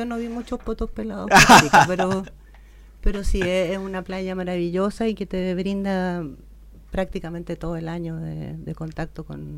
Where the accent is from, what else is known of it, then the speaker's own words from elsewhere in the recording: Arica, Arica y Parinacota, Chile; also born or lived in Antofagasta; Nací en Antofagasta, pero viví en Arica toda mi infancia. Infancia, adolescencia. Y claro, los mejores recuerdos tienen relación con el mar, definitivamente.